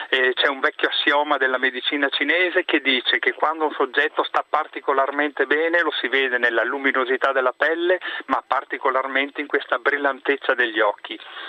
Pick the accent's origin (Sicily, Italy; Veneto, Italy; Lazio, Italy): Veneto, Italy; accent: Venetian; sono 20 anni che sono qui in Lombardia e ancora mi dicono che ho l'accento veneto.